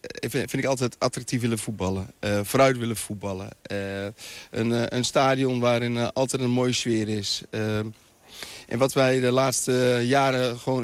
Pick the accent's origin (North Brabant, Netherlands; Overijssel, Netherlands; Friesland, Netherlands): Friesland, Netherlands; Noordwolde; also born or lived in Lebanon; Maar ik kom hier eigenlijk ook nog niet eens zo ver vandaan. Hè? Ik kom uit Noord-Wolde